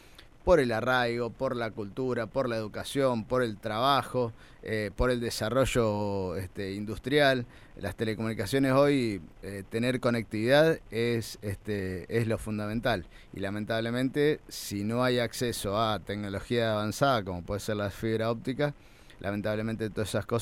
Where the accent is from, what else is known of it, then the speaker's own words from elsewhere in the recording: María Teresa, Santa Fe, Argentina; el vecino, por ejemplo, de mi pueblo, de María Teresa, paga las obras